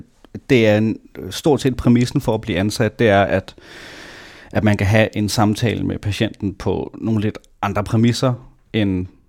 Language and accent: Danish; Næstved, Zealand, Denmark; jeg blev født i Næstved i 1996, og ja, boede der, voksede op, gik i skole, indtil jeg i 10. klasse kom på efterskole, og så nogle år igen tilbage.